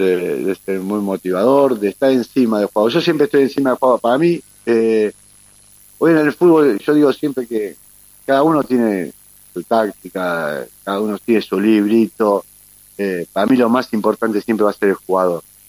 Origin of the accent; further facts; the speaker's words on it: Avellaneda, Buenos Aires Province, Argentina; born there; nací en Avellaneda, iba caminando en vez de tomar un colectivo